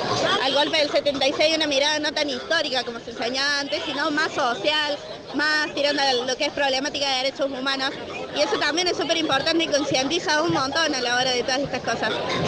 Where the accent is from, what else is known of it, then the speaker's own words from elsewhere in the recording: Jesús María, Córdoba, Argentina; Nosotros somos de Jesús María, del interior.